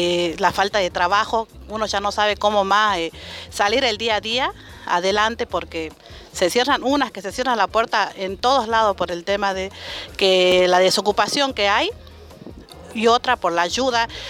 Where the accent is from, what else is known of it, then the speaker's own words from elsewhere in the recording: Irigoyen, Salta, Argentina; también vengo de Irigoyen.